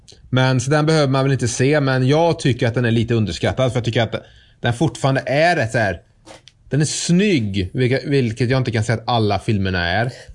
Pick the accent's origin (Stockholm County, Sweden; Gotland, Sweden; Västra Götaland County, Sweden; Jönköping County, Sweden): Västra Götaland County, Sweden; Trollhättan; För då är jag hemma i Trollhättan igen.